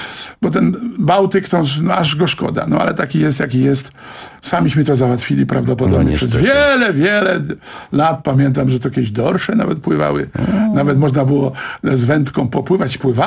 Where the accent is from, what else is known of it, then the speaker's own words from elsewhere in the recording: Brzeg Dolny, Lower Silesian Voivodeship, Poland; w Brzegu Dolnym, skąd pochodzę